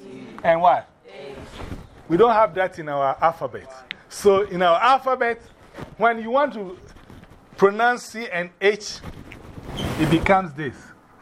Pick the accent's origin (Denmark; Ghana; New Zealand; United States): Ghana; I'm from Ghana, West Africa. … I was born on Tuesday